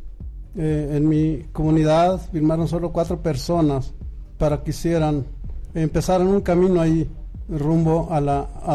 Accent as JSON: {"language": "Spanish", "town": "Estancia de Guadalupe", "country": "Mexico", "said": "Yo soy de Estancia de Guadalupe"}